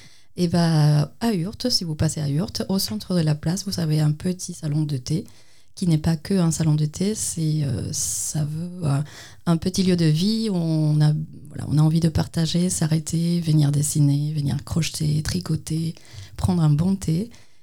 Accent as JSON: {"language": "French", "country": "Cuba", "said": "je viens d'une école d'art, en fait."}